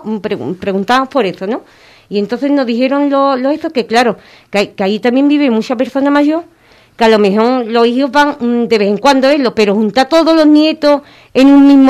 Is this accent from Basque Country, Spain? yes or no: no; Andalusia, Spain; Soy andaluza, mi abuelo me enseñó a disfrutar de los toros y me encantan.